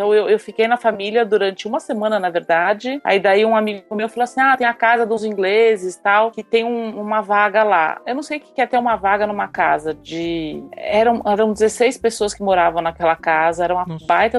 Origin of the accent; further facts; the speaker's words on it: Brazil; eu sou do Brasil, eu não vou entrando, assim, na casa das pessoas que eu não conheço